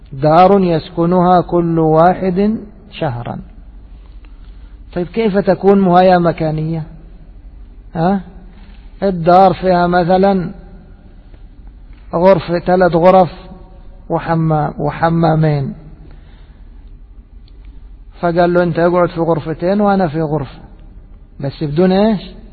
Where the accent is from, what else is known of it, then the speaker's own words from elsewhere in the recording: Egypt; عندنا في مصر مثلا عندنا موسمان، موسم صيفي وموسم شتوي